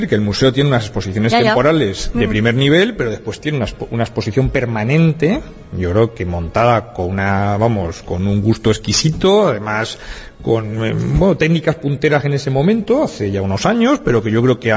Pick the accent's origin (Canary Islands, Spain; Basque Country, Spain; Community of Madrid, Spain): Community of Madrid, Spain; Madrid; now in Alicante, Spain; yo soy de Madrid, soy profesor de la Universidad de Alicante